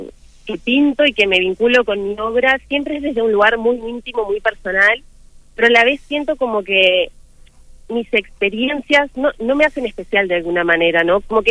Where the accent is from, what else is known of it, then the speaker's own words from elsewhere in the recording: Maldonado, Uruguay; Bueno, yo soy acá de Maldonado